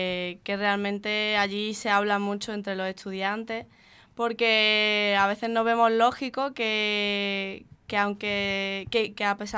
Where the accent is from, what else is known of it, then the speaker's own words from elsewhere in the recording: Málaga, Andalusia, Spain; now in Poland; soy de aquí de Málaga, por aquí por la Trinidad.